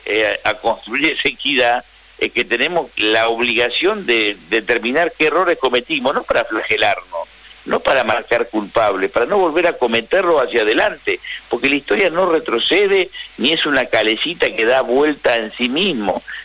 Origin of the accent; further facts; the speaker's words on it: Río Negro, Argentina; Yo soy de Río Negro.